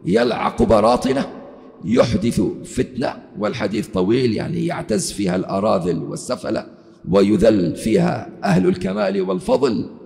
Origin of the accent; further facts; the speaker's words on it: Libya; كم افتروا عليه الأمن عندنا في ليبيا